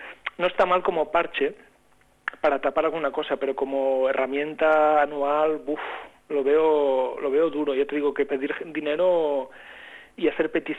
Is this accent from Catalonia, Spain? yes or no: yes; Catalonia, Spain; pedir dinero a la gente es algo que a mí, aun siendo catalán, me cuesta mucho.